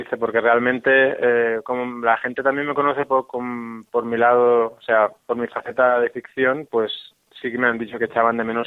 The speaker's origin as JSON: {"language": "Spanish", "country": "Spain", "moved": "yes", "lives_now": "Mexico", "said": "ese escape que yo realicé cuando me fui de España a vivir a México, uh-huh, y de ahí a visitar el desierto."}